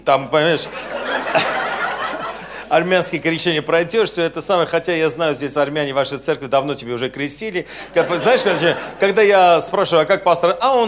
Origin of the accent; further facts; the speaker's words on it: Armenia; բացի ինձանից, որ ես Հայաստանից եմ եկել